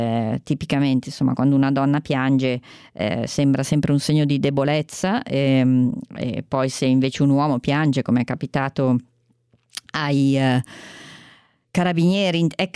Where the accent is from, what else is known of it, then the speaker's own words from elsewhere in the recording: Lombardy, Italy; in Lombardia, e lo dico da lombarda e da figlia di medico ospedaliero